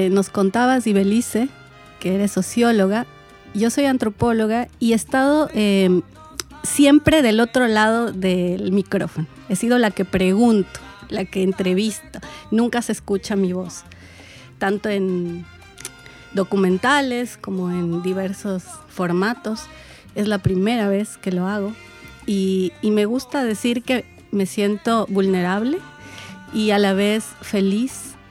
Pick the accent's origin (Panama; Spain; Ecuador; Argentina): Ecuador; Quito, Pichincha; Yo soy de Quito, es decir, que soy ecuatoriana y no tendría que ser tan raro para mí el hablar de una región de mi país.